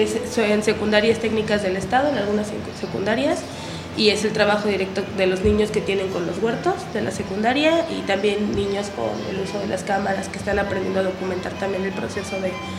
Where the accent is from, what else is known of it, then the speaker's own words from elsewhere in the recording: Temixco, Morelos, Mexico; Bueno, soy de Temisco, para empezar. Tengo 23 años